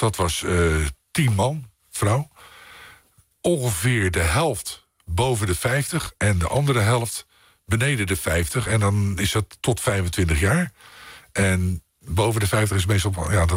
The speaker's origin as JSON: {"language": "Dutch", "town": "Rotterdam", "region": "South Holland", "country": "Netherlands", "said": "zeker als Rotterdammer, een geweldige stad."}